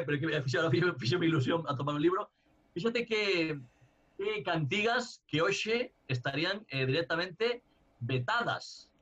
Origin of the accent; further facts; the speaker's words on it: Barcelona, Catalonia, Spain; eu como sabedes, son de San Andreu, en Barcelona